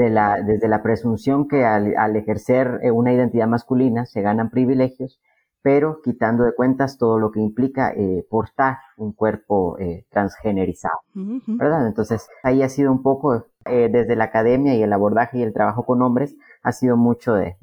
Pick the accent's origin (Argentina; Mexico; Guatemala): Guatemala; de Guatemala. Soy activista también por las disidencias sexogenéricas. Soy un hombre trans.